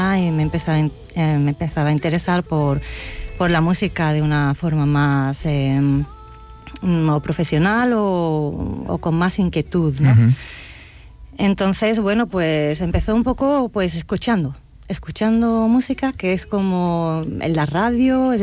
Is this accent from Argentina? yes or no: no; Cádiz, Andalusia, Spain; Sí, exactamente. Soy muy gaditana.